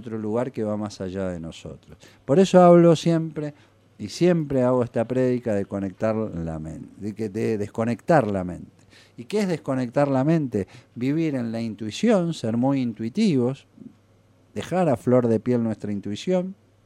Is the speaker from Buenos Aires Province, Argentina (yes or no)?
yes; Tandil, Buenos Aires Province, Argentina; now in Bariloche, Argentina; que se volvía a su pueblo, que es mi pueblo también, que es Tandil.